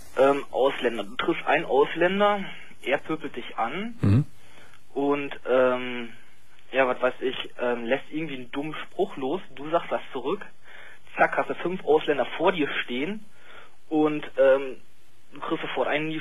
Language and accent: German; Germany; Ich meine, da muss man sich mal überlegen, wir als Deutsche, ich meine, davor hat man natürlich Angst.